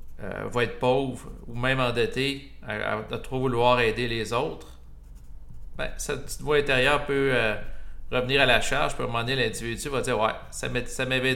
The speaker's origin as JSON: {"language": "French", "region": "Quebec", "country": "Canada", "accent": "Québécois", "said": "Moi aussi, j'ai mon accent en passant québécois."}